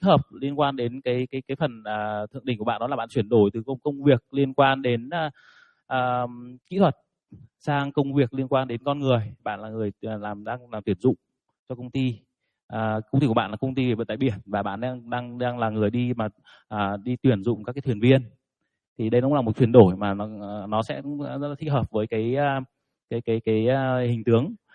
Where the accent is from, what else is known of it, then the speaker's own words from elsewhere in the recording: Hai Phong, Vietnam; em cũng sinh ra là nông thôn, bố mẹ em làm nghề nông. Và em đến từ Hải Phòng. Bố mẹ em thì cũng làm nghề nông